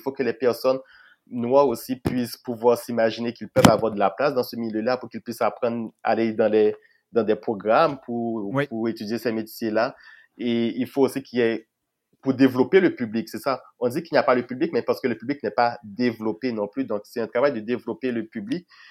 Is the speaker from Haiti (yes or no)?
yes; Haiti; now in Canada; Oh oui, vu que je venais d'Haïti et que j'avais...